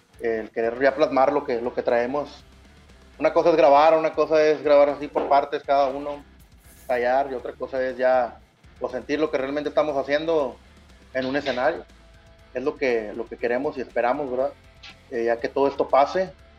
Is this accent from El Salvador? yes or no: no; Mexico; eso yo creo que es lo que nos ha detenido a todos como mexicanos, yo siento.